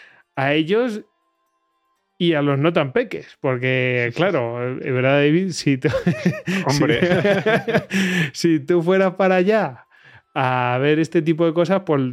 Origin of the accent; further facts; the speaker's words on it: Castile and León, Spain; Que al lado de mi pueblo hay una huellita de dinosaurio que son tres o cuatro y bueno, es como... Ahí en Regumiel de la Sierra.